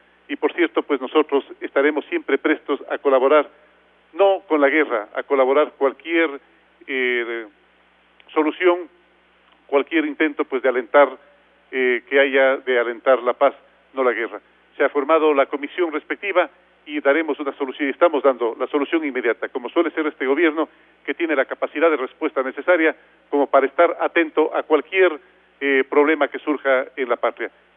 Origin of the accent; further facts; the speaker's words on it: Ecuador; porque esos somos los ecuatorianos, seres de gran corazón.